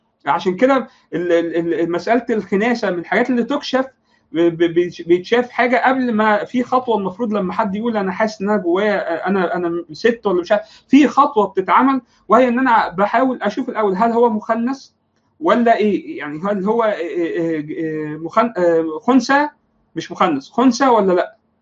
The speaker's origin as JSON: {"language": "Arabic", "town": "Alexandria", "region": "Alexandria Governorate", "country": "Egypt", "said": "مختلفه تماما عن الثقافه اللي موجوده عندنا في الاسكندريه"}